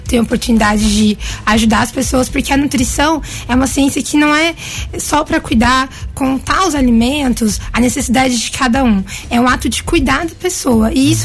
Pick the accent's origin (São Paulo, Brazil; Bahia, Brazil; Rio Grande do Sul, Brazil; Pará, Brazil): São Paulo, Brazil; now in Guaranésia, Brazil; sou paulistana de sangue, mas mineira de coração.